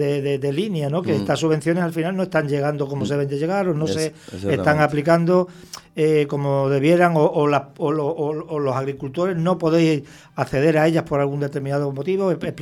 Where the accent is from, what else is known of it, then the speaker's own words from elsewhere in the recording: Extremadura, Spain; Yo soy extremeño, allí sigue habiendo mucho terrateniente.